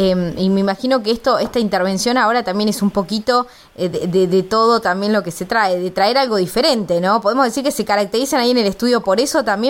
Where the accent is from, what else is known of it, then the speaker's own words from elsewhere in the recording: Córdoba, Argentina; yo que vengo de otras provincias, bueno, vos también, Gabriela, ¿no? Que venimos de Córdoba